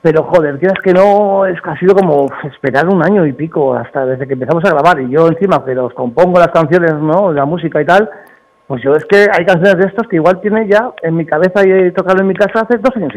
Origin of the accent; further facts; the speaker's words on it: Bilbao, Basque Country, Spain; como soy de Bilbao, pues lo tengo que tener muy alto